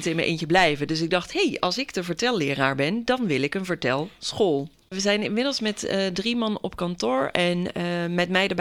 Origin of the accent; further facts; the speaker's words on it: North Brabant, Netherlands; Ik kom uit Brabant en dan nam ik de trein naar Nijmegen bijvoorbeeld.